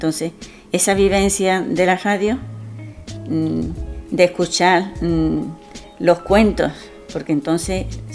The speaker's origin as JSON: {"language": "Spanish", "region": "Andalusia", "country": "Spain", "tie": "born or raised there", "said": "Yo nací ahí y me llevé muchísimos años, mucho."}